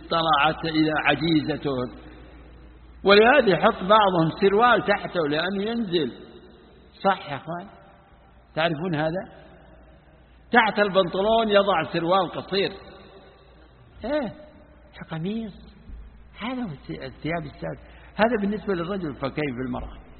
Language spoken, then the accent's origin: Arabic; Najd, Saudi Arabia; فيه نوع من صيد البر اسمه عندنا في نجد اسمه الوضيحي